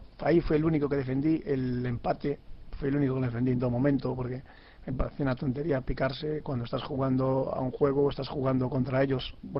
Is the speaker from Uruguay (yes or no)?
no; Pontevedra, Galicia, Spain; Yo, que soy de Pontevedra.